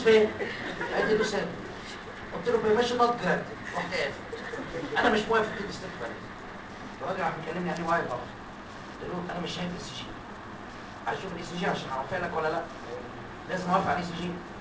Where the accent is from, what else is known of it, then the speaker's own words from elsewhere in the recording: Egypt; عشان انا مصري وعربي